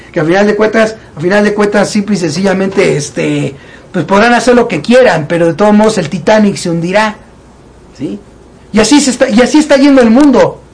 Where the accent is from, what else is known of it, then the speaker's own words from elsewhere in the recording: Mexico; en el caso mexicano, que es en el que más me centro yo, porque soy mexicano y estoy aquí y me doy más cuenta de lo que pasa aquí que afuera